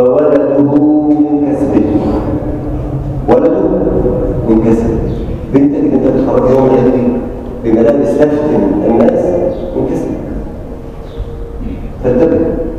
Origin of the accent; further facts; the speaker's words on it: Egypt; اللهم اجعل بلدنا مصر امنا الامان، سلما سلاما، سخاء رخاء